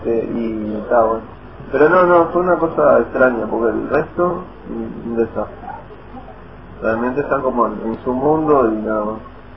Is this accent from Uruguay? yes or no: yes; Uruguay; vos le decías, no sé, soy de Uruguay, tipo, Sudamérica, entre Argentina y Brasil